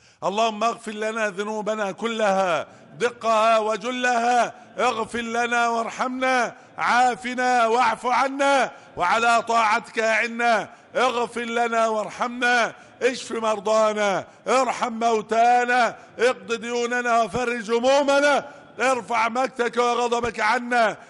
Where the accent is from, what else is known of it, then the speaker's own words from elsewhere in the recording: Egypt; احفظ بلدنا مصر وسائر بلاد المسلمين،